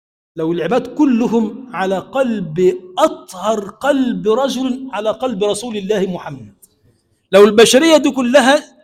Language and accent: Arabic; Egypt; اللهم اجعل بلدنا مصر بلدا آمنا مطمئنا سخاء رخاء